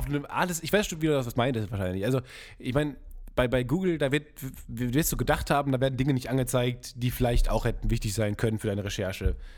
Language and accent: German; North Rhine-Westphalia, Germany; ich komme ja aus dem Kreis Unna